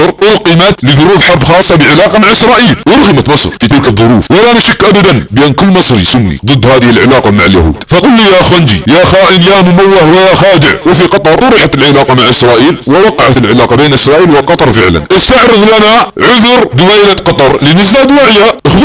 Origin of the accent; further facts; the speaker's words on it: Saudi Arabia; بلادنا السعودية وعلى مجتمعنا السعودي. مجتمعنا السعودي خط احمر، مجتمع سني مسلم موحد